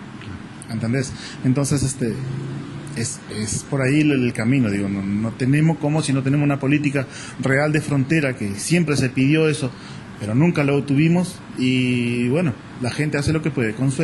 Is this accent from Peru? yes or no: no; Artigas, Uruguay; como ciudadano uruguayo, ciudadano artiguense, te duele.